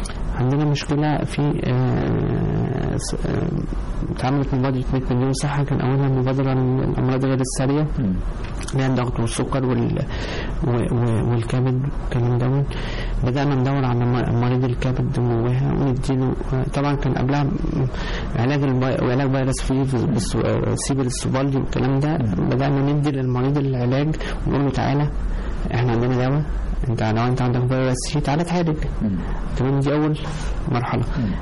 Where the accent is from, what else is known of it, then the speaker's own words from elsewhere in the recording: Egypt; خليني بس أنا بفخر إن أنا طبيب مصري